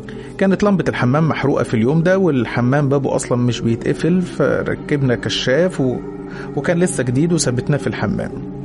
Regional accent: Aswan, Aswan Governorate, Egypt; now in Cairo, Egypt; أنا من أسوان ولكني عايش مع أهلي في القاهرة.

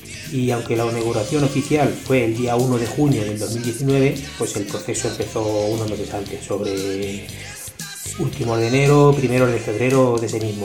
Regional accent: Villacañas, Castilla-La Mancha, Spain; lo que queremos es recalcar que somos de Villacañas y es nuestro homenaje a nuestro pueblo.

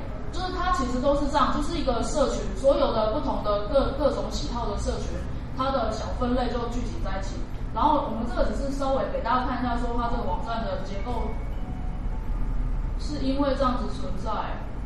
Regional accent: Taiwan; 我们台湾人叫嘴炮，

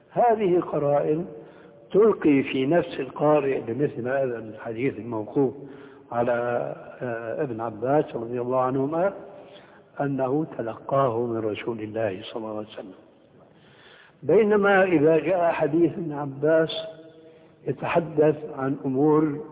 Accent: Syria; التعبير عندنا في سوريا

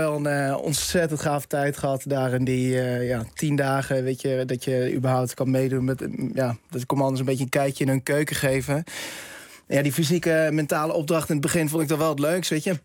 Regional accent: The Hague, South Holland, Netherlands; Ik kom uit Den Haag

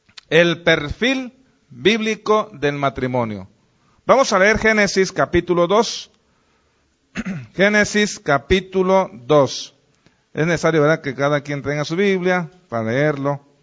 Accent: Mexico; Como mexicanos, ahí está la ley.

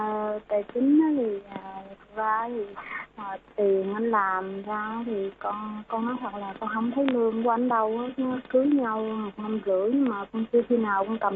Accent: Bình Thuận, Vietnam; Quê con ở Bình Thuận cô.

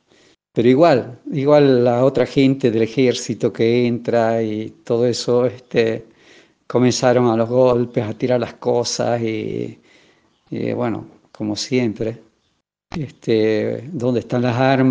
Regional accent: Ledesma, Jujuy, Argentina; moved away as an adult; also born or lived in Bolivia; aunque nací en Bolivia, me crié en Ledesma. O sea, desde los 6 años que viví en Ledesma hasta que terminé la escuela normal, o sea, la secundaria, y luego me fui a estudiar a Tucumán

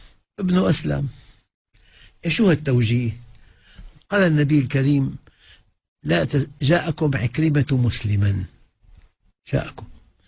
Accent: Aleppo, Aleppo Governorate, Syria; أنا أخ من حلب

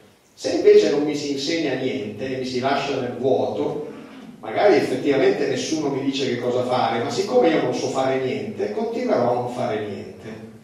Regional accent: Reggio Calabria, Calabria, Italy; io quando ero ragazzo, io sono nato a Reggio Calabria

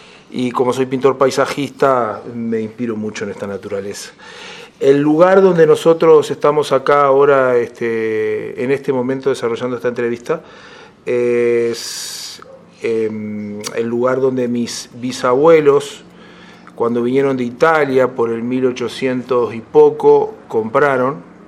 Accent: San Ramón, Canelones, Uruguay; also born or lived in Montevideo; Y me crié acá en San Ramón, nací en Montevideo, en el Círculo Católico. Viví toda la vida acá en San Ramón

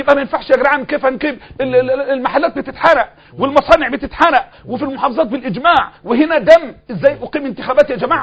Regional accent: Egypt; نحن أبناء مصر وهذه هي مصر

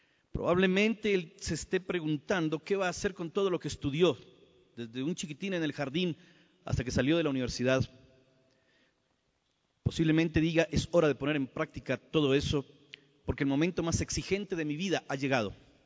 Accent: Colombia; Es una alegría estar de nuevo en mi país, Colombia

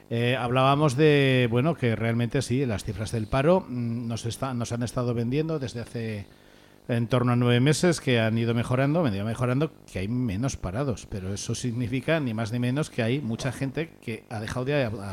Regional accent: Spain; nosotros vamos a ser ese colectivo, los españoles

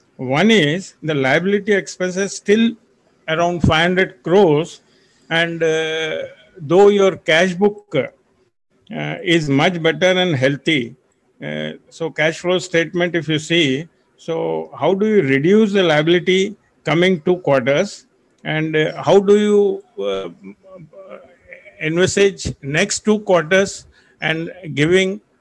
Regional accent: Hyderabad, Telangana, India; from Hyderabad only.

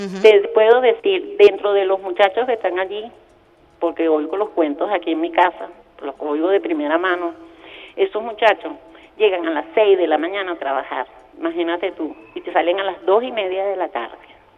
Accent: Venezuela; yo también soy venezolana

